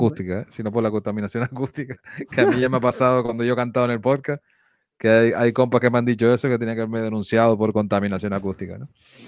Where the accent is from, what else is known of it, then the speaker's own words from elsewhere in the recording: Canary Islands, Spain; Nosotros los canarios también lo decimos parecido